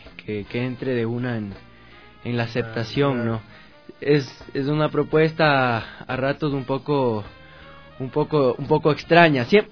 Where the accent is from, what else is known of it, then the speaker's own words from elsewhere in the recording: Macas, Morona Santiago, Ecuador; Yo crecí en Macas, en la Amazonía, entonces ahí comenzó todo